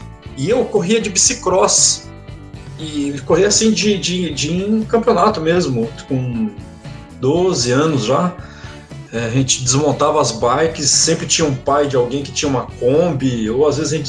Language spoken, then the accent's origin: Portuguese; Umuarama, Paraná, Brazil; Com criança, eu morava no interior. Eu sou paranaense, né? Eu morava no interior do Paraná, lá em Moarama. Uhum. E a cidade assim, com 100, 130 mil habitantes.